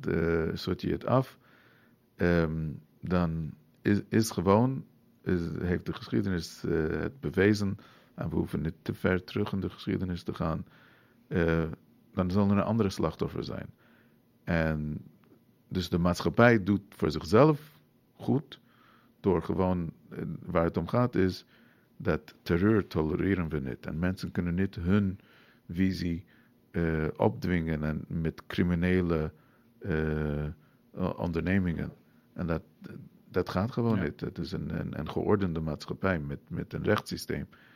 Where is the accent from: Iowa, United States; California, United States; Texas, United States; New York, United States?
New York, United States; Nou, ik moet eerlijk zeggen, ik ben in New York grootgebracht.